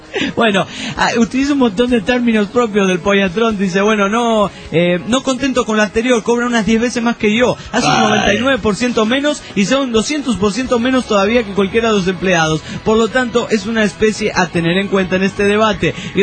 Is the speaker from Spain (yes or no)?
no; San Juan, Argentina; soy de San Juan, en la República Argentina.